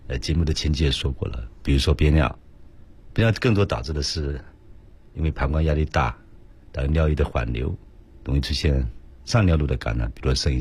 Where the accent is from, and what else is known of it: China